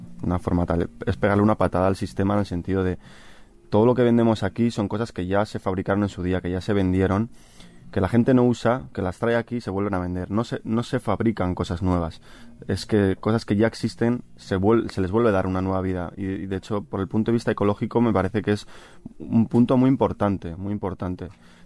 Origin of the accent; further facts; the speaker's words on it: Bilbao, Basque Country, Spain; Yo soy vasco, soy de Bilbao